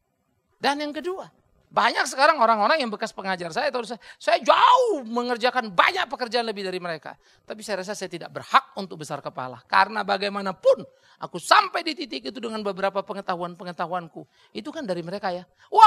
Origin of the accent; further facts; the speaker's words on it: Sumatra, Indonesia; Saya orang dari Sumatera, saudara.